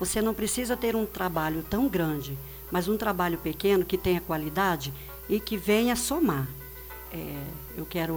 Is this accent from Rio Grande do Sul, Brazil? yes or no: no; Três Lagoas, Mato Grosso do Sul, Brazil; now in Foz do Iguaçu, Brazil; Eu sou de Três Lagoas, Mato Grosso do Sul, me formei e vim trabalhar em Foz do Iguaçu. Vim conhecer, meus irmãos moravam aqui, gostei e fiquei.